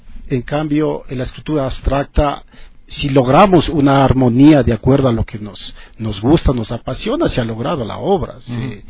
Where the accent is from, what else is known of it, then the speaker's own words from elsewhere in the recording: Quito, Pichincha, Ecuador; born there; nací en el Ecuador, en Quito.